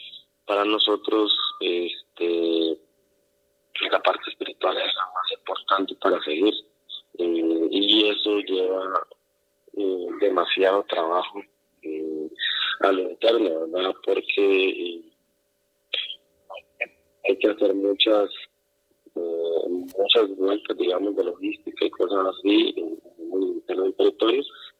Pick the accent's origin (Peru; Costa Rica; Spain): Costa Rica; Salitre, Puntarenas; yo soy del territorio en la Bribri de Salitre, del sur de Costa Rica. Mi clan es Tuadiwak.